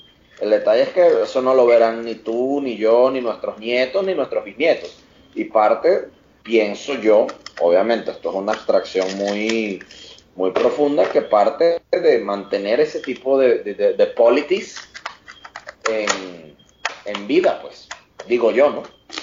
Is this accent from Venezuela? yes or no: yes; Venezuela; hablo, obviamente, esto es hablando como un venezolano que está viendo la sociedad mexicana desde afuera